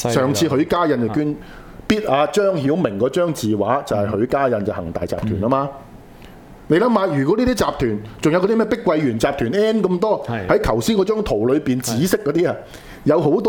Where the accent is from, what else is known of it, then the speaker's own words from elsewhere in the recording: Hong Kong; 嗰啲地方係我哋香港人唔會去嘅